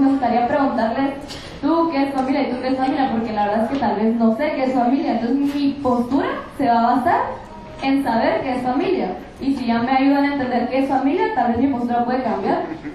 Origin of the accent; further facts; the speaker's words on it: Guatemala; sepamos que como guatemaltecos, como seres humanos, estamos juntos en esto